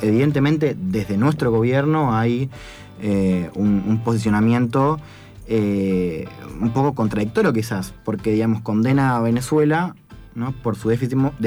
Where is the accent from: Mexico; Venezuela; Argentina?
Argentina; Bueno, yo soy de centro-derecha, estoy alineado con... Soy argentina